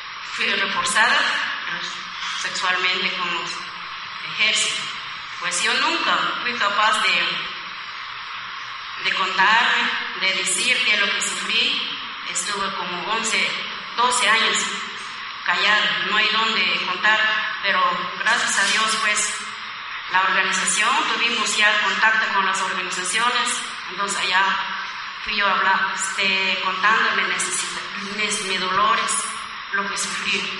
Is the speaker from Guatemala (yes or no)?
yes; Guatemala; Yo soy una mujer sobreviviente de Guatemala. Yo soy guatemalteca